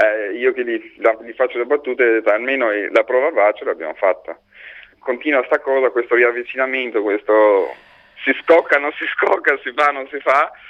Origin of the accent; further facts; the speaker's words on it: Tirana, Tirana County, Albania; Italian is a second language; Io vengo da Tirana, dall'Albania.